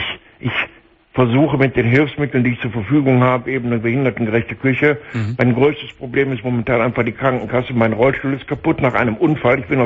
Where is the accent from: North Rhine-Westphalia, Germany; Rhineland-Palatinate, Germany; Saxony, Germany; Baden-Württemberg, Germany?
North Rhine-Westphalia, Germany; Solingen; born there; also born or lived in Berlin; Ich bin dann von Berlin wieder nach Hause gezogen, in meine Geburtsstadt nach Solingen.